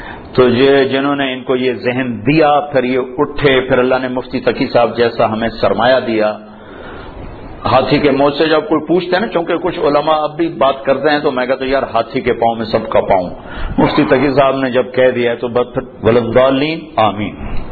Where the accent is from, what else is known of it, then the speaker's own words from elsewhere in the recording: Punjab, Pakistan; میں چونکہ پنجاب کا ہوں، دیہات کا ہوں،